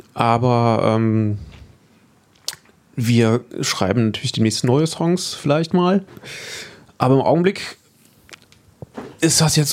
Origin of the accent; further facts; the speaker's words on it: Düsseldorf, North Rhine-Westphalia, Germany; Ich komme aus Düsseldorf, genau.